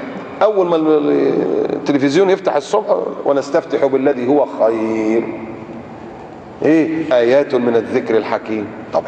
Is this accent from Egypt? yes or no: yes; Egypt; moved away; عارف المشروع عندنا في مصر في بلادنا، المشروع ب 14 راكب السيرفيس، او ساعات اللي كان قبل انا ما امشي من كانت العربيه البيجو السبعه راكب دي